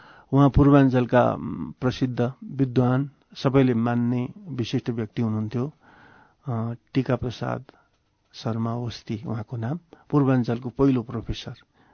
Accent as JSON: {"language": "Nepali", "town": "Dharan", "region": "Koshi Province", "country": "Nepal", "tie": "born or raised there", "also_born_or_lived": "Varanasi", "lives_now": "Kathmandu, Nepal", "said": "15 सालमा म धरानमा जन्मेँ, मेरो बाल्यकाल त्यहीँ बित्यो, मैले एसएलसीसम्म त्यहीँ पढेँ, प्लस टू पनि त्यहीँ पढेँ, अहिलेको भाषामा प्लस टू, त्यतिखेर संस्कृत मैले पढेँ उत्तर मध्यमा त्यहीँ। त्यसपछि म बनारस गएँ, शास्त्री आचार्य संस्कृतमा मैले त्यहीँ अध्ययन गरेँ।"}